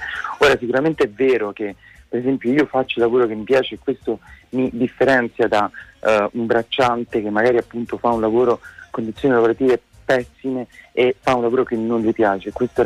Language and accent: Italian; Rome, Lazio, Italy; Io sono di Roma